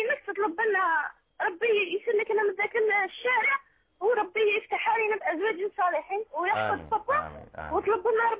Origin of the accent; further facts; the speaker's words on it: Algeria; من الجزائر.